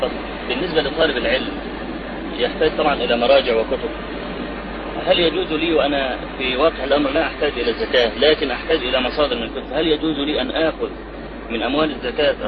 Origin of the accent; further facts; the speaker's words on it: Egypt; يعني إحنا عندنا في مصر الموظف يأخذ 40 جنيه مثلا أو 50